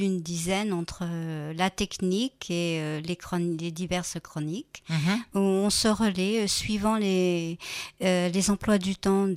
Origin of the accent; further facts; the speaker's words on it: Normandy, France; Moi-même, je suis normande, je ne suis pas kabyle, mais mon mari et ma belle-famille sont kabyles, par contre.